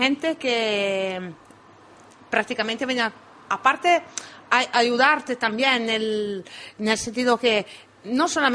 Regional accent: Italy; accent: Italian; Spanish is a second language; Sí, pero soy muy italiana. En el sentido que no, este acento no me lo saco

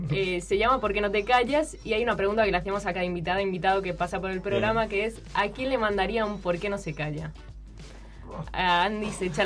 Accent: Spain; moved away; Nosotros que venimos de España, por ejemplo, en la época de la crisis de España

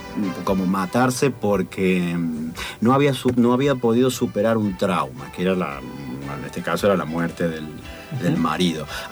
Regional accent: Tilisarao, San Luis, Argentina; also born or lived in Villa Dolores; yo soy un híbrido entre Córdoba y San Luis. Yo nací en Vito Dolores, pero me crié en Tilizarao. Después Tilizarao está dentro de San Luis, pero tiene contacto con la zona de Tras la Sierra, que ya es Córdoba.

